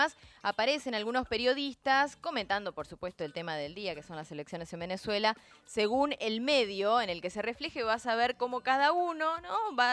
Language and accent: Spanish; La Plata, Buenos Aires Province, Argentina; Yo que vengo de aquellos pagos, que soy de La Plata, sé en carne propia todo lo que cuesta.